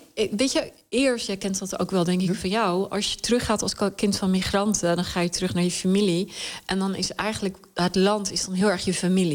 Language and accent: Dutch; Khyber Pakhtunkhwa, Pakistan; born there; Dutch is a second language; waar ik geboren ben, is het gebied aan de ene kant grens wij aan Kashmir, wat natuurlijk ook altijd een onrustig gebied is.